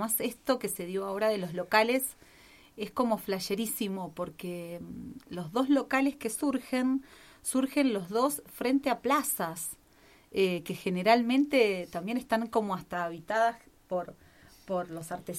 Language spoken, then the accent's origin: Spanish; Las Rosas, Santa Fe, Argentina; yo soy de la minoría, no soy de Buenos Aires. Soy de un pueblito de Santa Fe que casualmente se llama Las Rosas.